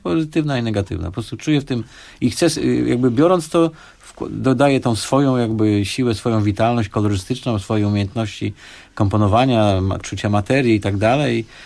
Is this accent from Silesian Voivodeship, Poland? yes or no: yes; Sosnowiec, Silesian Voivodeship, Poland; bo ja pochodzę z Sosnowca